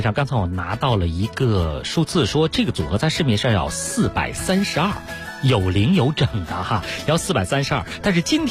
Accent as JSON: {"language": "Chinese", "region": "Beijing", "country": "China", "said": "是我们北京人特别喜欢的"}